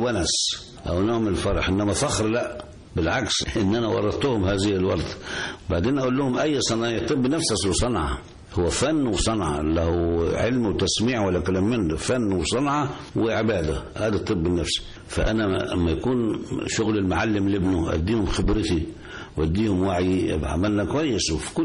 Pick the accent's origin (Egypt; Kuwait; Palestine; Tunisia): Egypt; Gharbia; فيبقى انا من هولين مركز السنطة مدرية طنطا